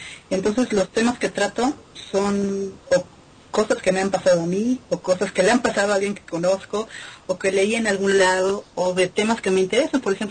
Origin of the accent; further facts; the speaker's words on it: Mexico; Que para nosotros que somos audiencia mexicana